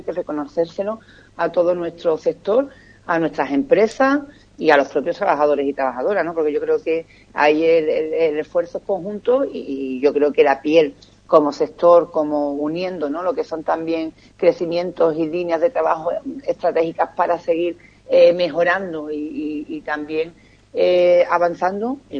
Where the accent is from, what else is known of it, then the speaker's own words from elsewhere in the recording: Ubrique, Andalusia, Spain; yo me quedaría con lo que es mi pueblo, Juan Carlos, y yo estoy muy orgullosa de la actitud del municipio de Ubrique